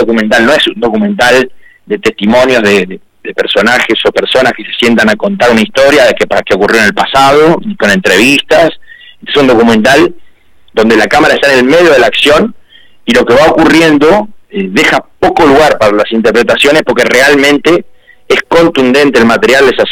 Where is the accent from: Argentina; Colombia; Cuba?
Argentina; como argentinos tenemos que volver a repensar